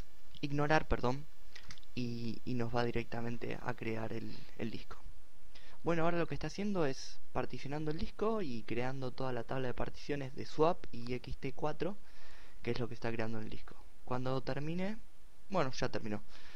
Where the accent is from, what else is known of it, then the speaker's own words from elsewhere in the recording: Argentina; En mi caso es QWERTY LA Latin, ya que soy de Argentina y uso un teclado latinoamericano.